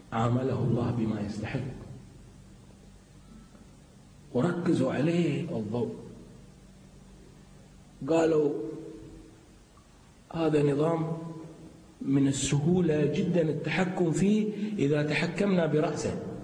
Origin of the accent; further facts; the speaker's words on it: Kuwait; احنا عندنا بالكويت لا تجرؤ حكومتنا